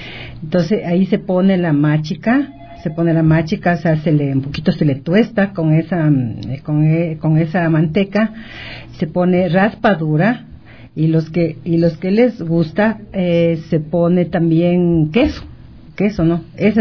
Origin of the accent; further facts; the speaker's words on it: Riobamba, Chimborazo, Ecuador; soy de Riobamba, pero en Riobamba yo diría que es la única mágica auténtica de todo el Ecuador.